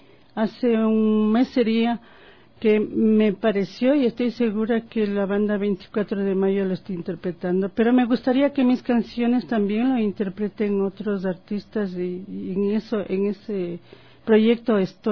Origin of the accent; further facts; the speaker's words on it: Baños, Tungurahua, Ecuador; born there; y me radico ahí por 38 años. Pero sin embargo siempre solía ir a Baños y más aún ahora voy frecuentemente a mi tierra porque uno lleva en la sangre la nostalgia de la tierra que le vio nacer.